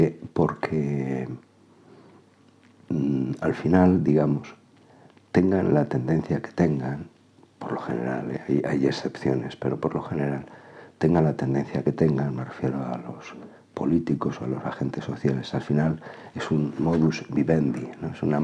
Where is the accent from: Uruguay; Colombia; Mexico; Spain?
Spain; Zaragoza, Aragon; En mi tierra, aquí en Aragón, Zaragoza, en España